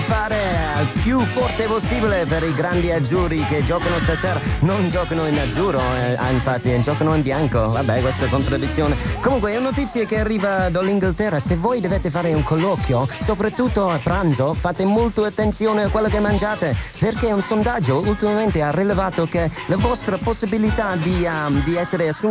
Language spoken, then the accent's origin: Italian; Ireland; Italian is a second language; now in Italy; io che sono irlandese, che guai proprio che tocca a me. Io sono venuto in Italia ad imparare l'italiano